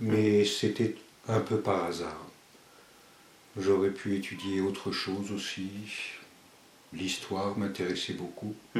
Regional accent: Paris, Île-de-France, France; now in Switzerland; Je suis d'origine espagnole, mais j'ai grandi à Paris.

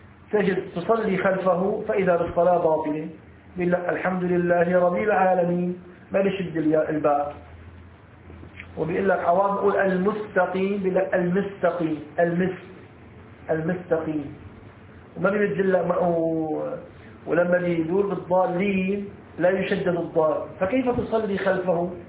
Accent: Egypt; هلا عندنا في مصر تغرب الساعة 6

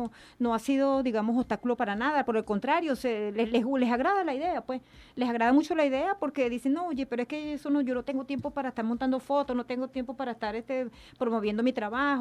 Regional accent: Venezuela; nosotros somos venezolanos, tenemos esa sangre bien caliente y bien, bien chévere.

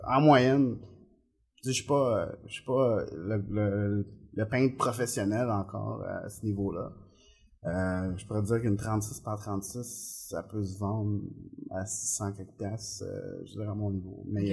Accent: Venezuela; moved away; quand j'habitais au Venezuela, je suis né au Venezuela

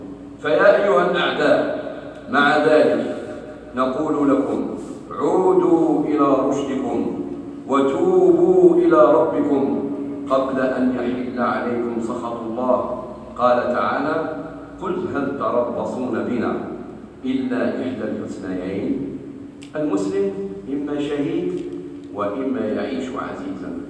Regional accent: Algeria; وخاصة في بلادنا الجزائر

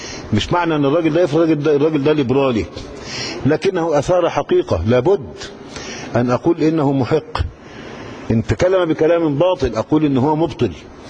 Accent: Cairo, Cairo Governorate, Egypt; وده اللي معروف عندنا في القاهرة

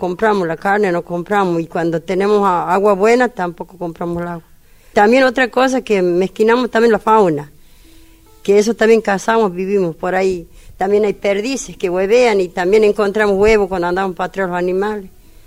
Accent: Santiago del Estero, Argentina; te digo así como soy yo de Santiago, de medio del monte.

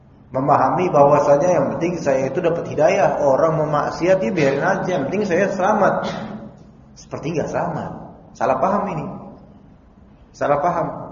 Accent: Jakarta, Indonesia; ana pun dari kecil di Kalibata.

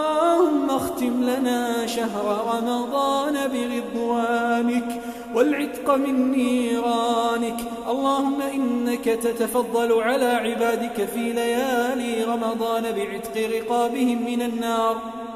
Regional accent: Kuwait; اللهم احفظ بلدنا الكويت

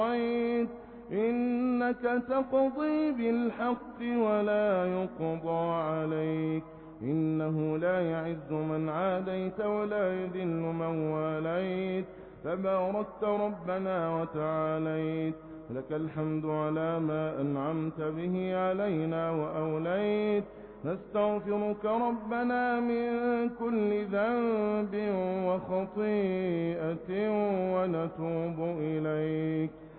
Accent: Egypt; بلدنا مصر

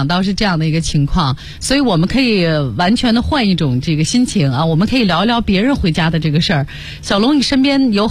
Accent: Shanxi, China; 你知道作为山西人那种本质上的节俭啊

